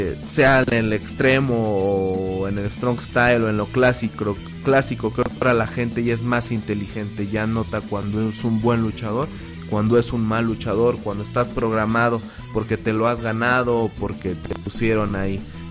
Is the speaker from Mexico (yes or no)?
yes; Tulancingo, Hidalgo, Mexico; Soy un hidalguense, orgullosamente tulancinguense, hidalguense.